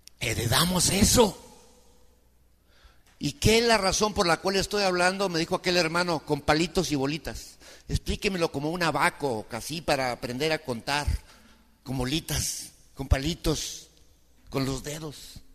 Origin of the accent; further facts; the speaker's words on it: Mexico; born there; Nosotros somos mexicanos porque nacimos en México.